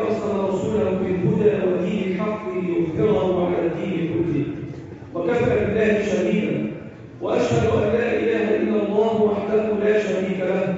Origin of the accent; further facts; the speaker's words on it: Egypt; اللهم احفظ بلدنا مصر